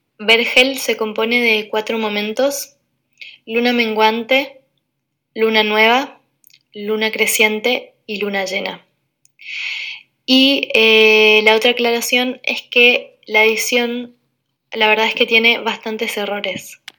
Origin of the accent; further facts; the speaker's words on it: Curuzú Cuatiá, Corrientes, Argentina; poeta de Argentina. Nací al interior de Corrientes, en un pueblo que se llama Curuzucuatiá, donde estoy viviendo ahora.